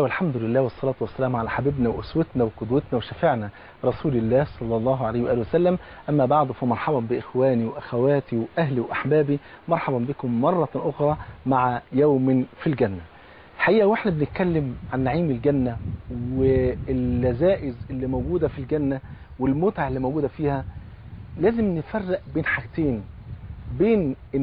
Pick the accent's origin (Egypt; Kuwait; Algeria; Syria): Egypt; حتى زي بيقولوا في المثل كده عندنا في مصر، بصله المحب خروف.